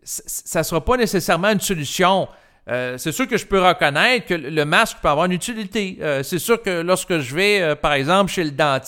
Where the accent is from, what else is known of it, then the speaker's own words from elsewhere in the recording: Quebec, Canada; le rituel en tant que Québécois, ben c'était d'aller à la communion pour recevoir l'hostie dans sa bouche